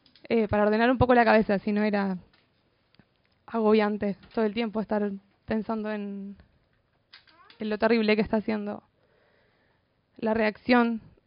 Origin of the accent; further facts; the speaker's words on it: Chile; born there; moved away; soy migrante, nací en Chile, soy exiliada por la educación de mercado de mi país.